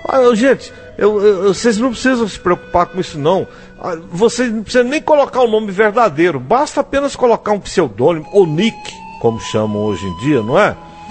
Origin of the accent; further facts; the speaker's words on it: Altamira, Pará, Brazil; eu sou nascido em Altamira. Lá eu estudei, me criei e lá me casei a primeira vez também.